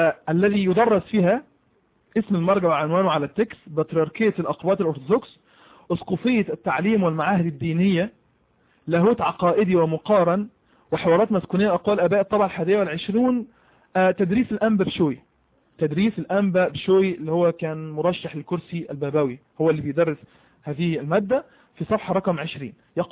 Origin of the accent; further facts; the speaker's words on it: Egypt; أنا راجل مصري عندي لغة عربية وبسألك